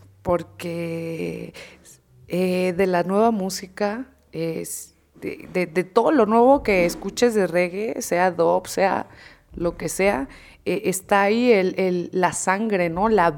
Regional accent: Sinaloa, Mexico; yo soy de Sinaloa, soy del norte del país. Entonces, en mi pueblo se acostumbra escuchar

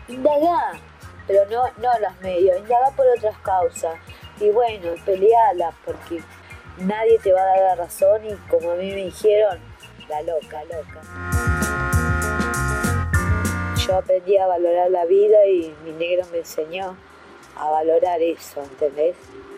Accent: Argentina; Como somos todos los argentinos, egoístas.

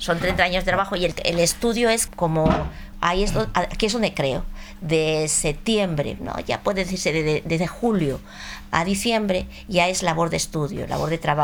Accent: Madrid, Community of Madrid, Spain; Soy muy montañera, soy muy de Asturias, soy muy, aunque sea de Madrid, claro. Soy muy ahí, tengo la tierra muy cerca.

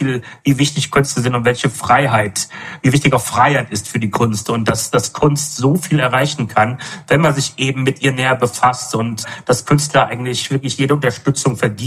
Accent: Rhineland, Germany; moved away as an adult; now in Berlin, Germany; ich habe vorher 8 Jahre in Berlin gewohnt oder knapp 8 Jahre davor, 29 Jahre im Rheinland, wo ich aufgewachsen bin auch und bin aber aus dem Dorf nach Berlin gezogen

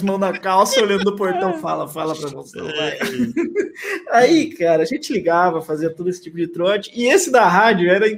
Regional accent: São Roque, São Paulo, Brazil; que a gente é de São Roque. São Roque. A gente é de São Roque, originalmente.

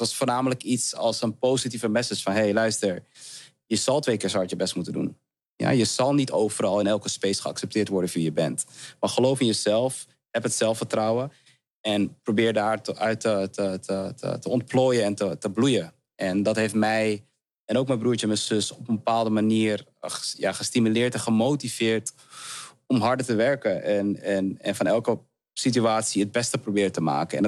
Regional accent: Heemskerk, North Holland, Netherlands; Super Surinaams huis, kom af. Met heel veel liefde en warmte opgegroeid en opgevoed in een super wit dorpje, Heemskerk.

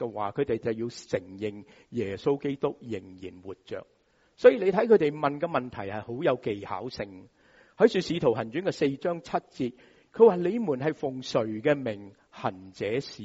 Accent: Hong Kong; 我们香港人说排排坐

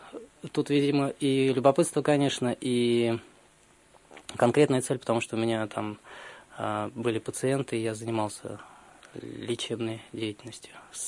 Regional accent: Russia; когда он узнал, что мы из России

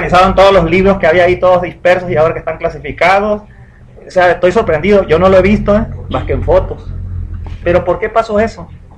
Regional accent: La Paz, Baja California Sur, Mexico; yo vengo del otro extremo de La Paz, Baja California

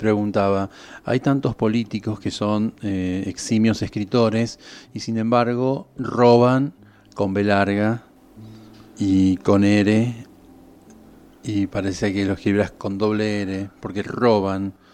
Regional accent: Argentina; la plata que como argentinos tendríamos para crecer, para desarrollar el país.

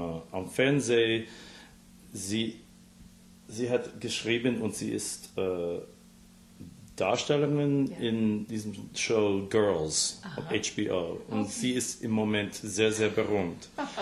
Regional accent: Scarsdale, New York, United States; German is a second language; moved away; also born or lived in White Plains; Ja, ich bin im White Plains geboren und meine Mutter wohnt immer noch in Scarsdale, wo ich aufgewachsen bin. Mhm. Und jetzt wohne ich in Brooklyn Heights in New York City

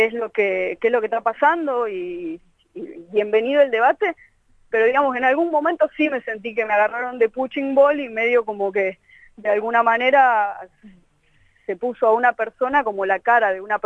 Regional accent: Tucumán, Argentina; Yo estaba en Tucumán, yo soy tucumana, y había ido, bueno, a tocar y de paso iba a visitar a la gente de mis pagos.

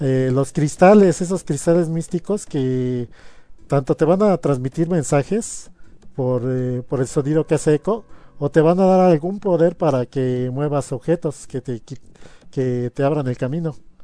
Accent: Mexico; yo en ese entonces tuve mi etapa de comprar la Club Nintendo, como muchos mexicanos.

